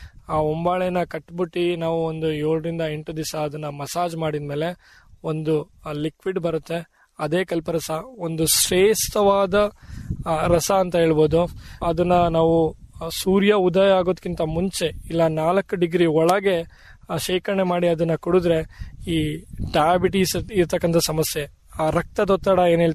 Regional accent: Kargunda, Karnataka, India; So ನಮ್ಮೂರಲ್ಲೇ ಒಂದ್ ಏನೋ ಮಾಡ್ಬೇಕು ನನ್ಗೆ ಅಂತ ಒಂದು ಆಸೆ ಇತ್ತಲ್ಲ.

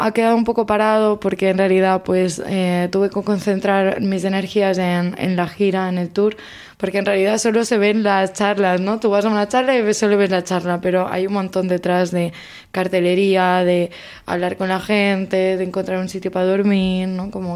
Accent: Spain; first language Catalan; Spanish is a second language; el catalán es mi primera lengua y también soy activista del catalán

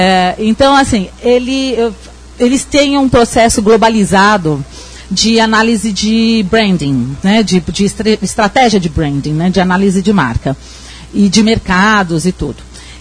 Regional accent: São Paulo, Brazil; Pelo meu sotaque, vocês já devem ter percebido que eu não sou daqui, né? Sou estrangeira, sou de São Paulo.

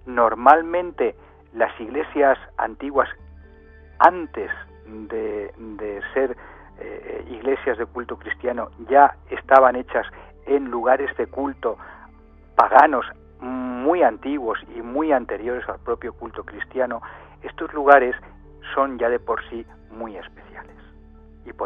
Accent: Castilla-La Mancha, Spain; Yo, que soy manchego, tengo un dicho, o en mi tierra hay un dicho

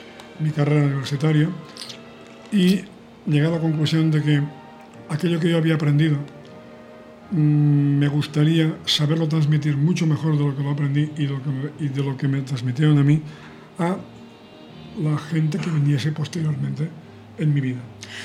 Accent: Catalonia, Spain; Soy catalán, efectivamente.

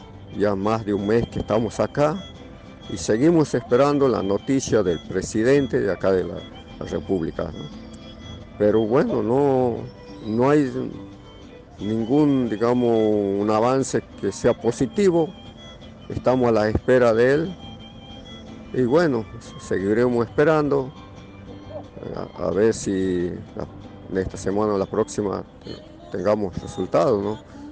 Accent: Tilcara, Jujuy, Argentina; Soy de Tilcara.

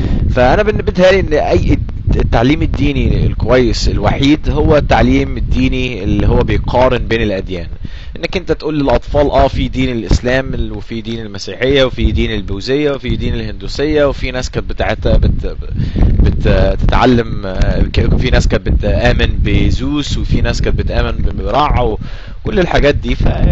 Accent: Egypt; ولكن في برضو مدارس بتعمل نفس اللي بيعملوه عندنا في مصر

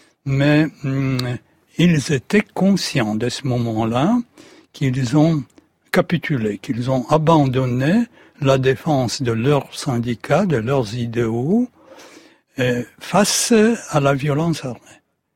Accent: Poland; French is a second language; En tant que Polonais, on doit être raisonnable

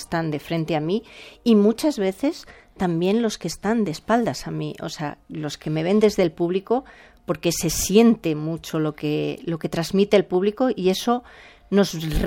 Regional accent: Madrid, Community of Madrid, Spain; yo como madrileña, me llega mucho toda la zarzuela madrileña

